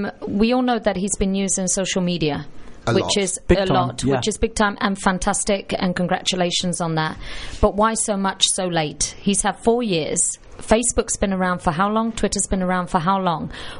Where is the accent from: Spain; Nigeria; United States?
Spain; Tinajo, Canary Islands; English is a second language; I checked on Sunday in my hometown of Tinajon.